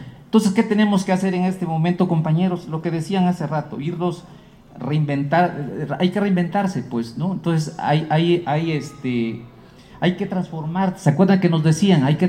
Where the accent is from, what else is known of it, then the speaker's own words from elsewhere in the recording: Chiapas, Mexico; nosotros venimos de Chiapas y estamos a 200 años de la anexión de Chiapas a México